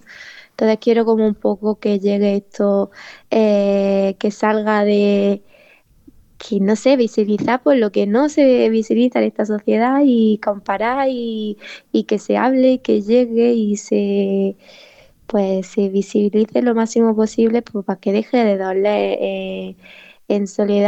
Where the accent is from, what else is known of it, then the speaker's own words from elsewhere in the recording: Granada, Andalusia, Spain; Porque soy de ahí de Granada, capital, de bueno, de un pueblito de por ahí, y ahí en Granada estamos ahora mucho luchando sobre el tema de la vivienda